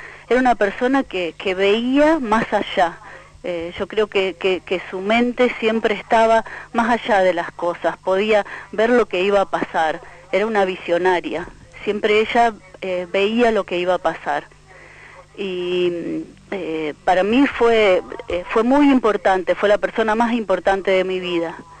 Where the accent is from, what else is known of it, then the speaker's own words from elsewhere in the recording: Villa Eloísa, Santa Fe, Argentina; born there; Desde el pueblo, yo nací en Villa Eloísa, vine a vivir con ella